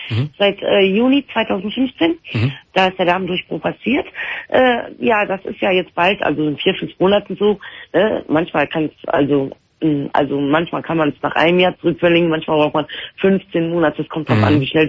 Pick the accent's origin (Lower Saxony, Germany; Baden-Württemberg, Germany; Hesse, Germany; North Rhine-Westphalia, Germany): North Rhine-Westphalia, Germany; now in Aachen, Germany; weil ich komme aus dem Raum Düsseldorf